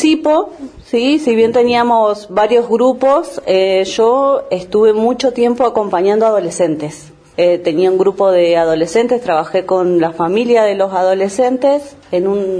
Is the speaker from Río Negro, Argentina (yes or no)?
yes; Bariloche, Río Negro, Argentina; Soy de acá de Bariloche.